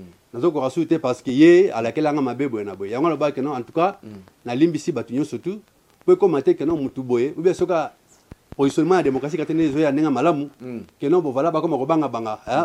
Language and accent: French; DR Congo; Mais pour autant qu'on est Congolais, je pense qu'on n'est pas ennemis.